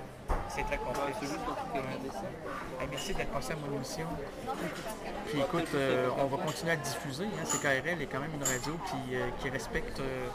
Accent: Quebec City, Quebec, Canada; Moi, je viens de Québec.

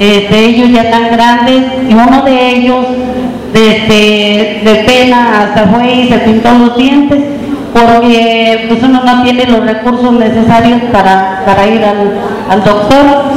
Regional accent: Dolores Hidalgo, Guanajuato, Mexico; vengo del municipio de Dolores Hidalgo.

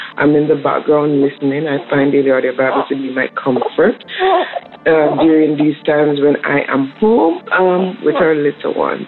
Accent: Mississauga, Ontario, Canada; I'm from Mississauga, calling with a praise report or more of an update.

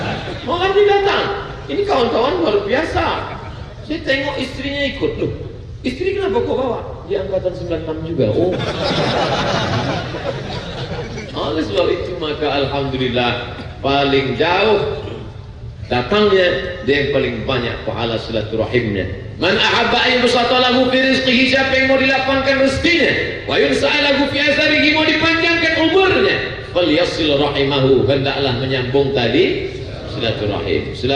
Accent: West Sumatra, Indonesia; now in Ponorogo, Indonesia; Sebenarnya ambo urang awak tapi dah cek lamo di Jawa maka bentuk iko lah.

